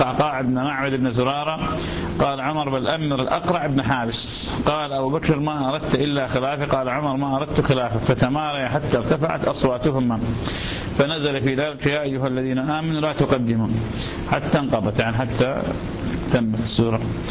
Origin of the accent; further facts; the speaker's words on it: Iraq; سادة شكرين عندنا بالعراق